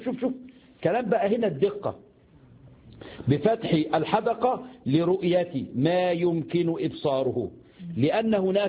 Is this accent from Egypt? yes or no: yes; Egypt; في حاجة عندنا في مصر اسمها سمين